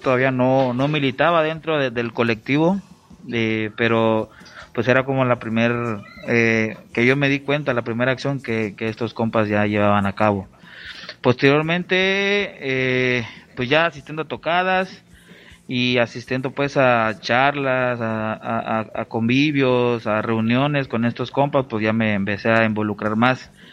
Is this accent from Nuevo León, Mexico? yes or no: no; Acapulco, Guerrero, Mexico; ya lo acaba de decir mi compa Jaque, y soy del puerto de Acapulco.